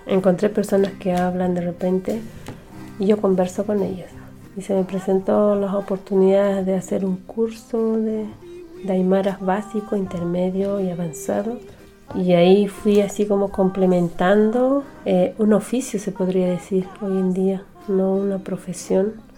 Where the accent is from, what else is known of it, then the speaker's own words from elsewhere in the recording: Puno, Peru; moved away as an adult; Yo soy de Puno, de nacimiento peruana, pero siempre me identifico ser aymara antes de ser peruana. En donde sea. Estoy aquí más de 20 años